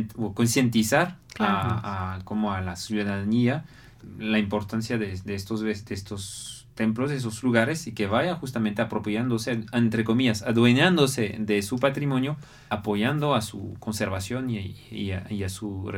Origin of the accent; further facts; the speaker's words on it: France; Spanish is a second language; en mi país, hablo de lo que conozco, que es mi país